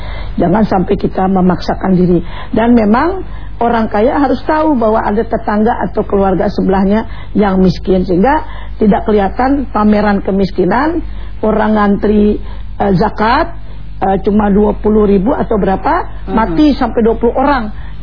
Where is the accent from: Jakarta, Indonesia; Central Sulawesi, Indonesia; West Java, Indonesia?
Jakarta, Indonesia; Orang tua udah bingung, sebagai orang Betawi saya ini ya, dulu selalu begitu.